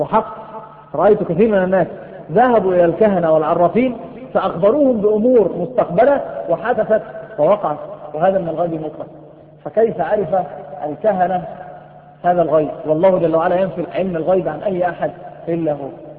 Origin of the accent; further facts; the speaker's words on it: Egypt; ناس عندنا في مصر بيفتحوا المندل